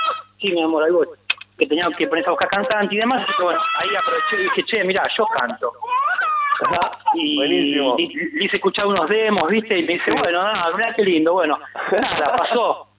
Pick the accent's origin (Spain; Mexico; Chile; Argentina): Argentina; Pablo Podestá, Buenos Aires Province; Yo soy oriundo de Pablo Podestá, partido 3 de febrero.